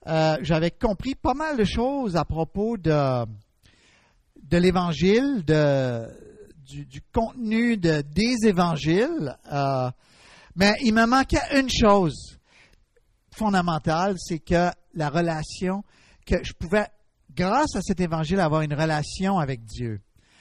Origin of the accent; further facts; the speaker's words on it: Gatineau, Quebec, Canada; now in Dorval, Canada; Je suis originaire de Gatineau. Et puis, j'habite actuellement à Dorval. C'est pas tellement loin d'ici